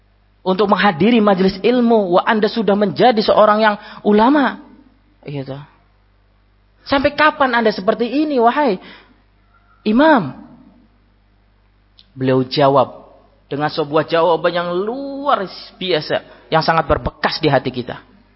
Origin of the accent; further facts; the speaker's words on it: Java, Indonesia; saya bukan orang Sulawesi, orang Jawa. Ma, puang, saya sudah sepuh, sudah senja.